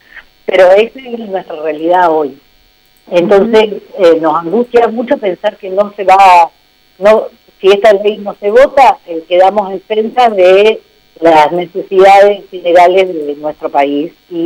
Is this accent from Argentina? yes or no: yes; Argentina; que es la que realmente representa a toda nuestra idiosincrasia como argentino